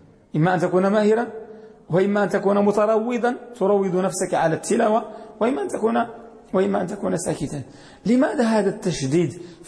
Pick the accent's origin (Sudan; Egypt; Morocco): Morocco; وهذه المجهودات الحمد لله التي نراها في بلدنا المغرب